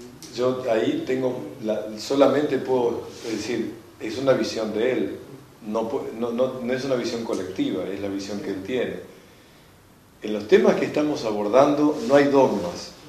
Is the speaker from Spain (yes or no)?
no; Argentina; porque somos argentinos los que estuvimos allá en la audiencia